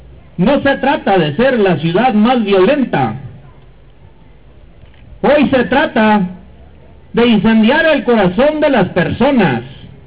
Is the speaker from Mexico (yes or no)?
yes; Galeana, Chihuahua, Mexico; soy de Galeana, Chihuahua.